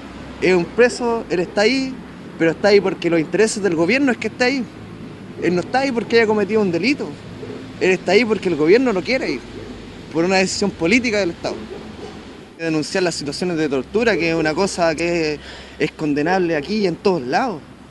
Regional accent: Chile; Nosotros tenemos que ser los indígenas de Chile. Nosotros no somos los indígenas de Chile, nosotros somos mapuches.

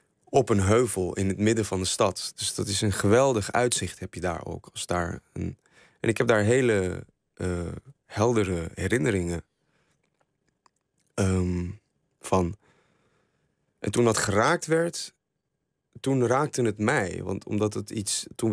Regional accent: Syria; Ik zie het land waar ik vandaan kom langzaam afbrokkelen. Ja, hoe volg je dat? Ik vind dat iets heel moeilijks. Ik vind het ook niet behapbaar. Het werd voor mij ook pas tastbaar dat er oorlog was überhaupt in Syrië.

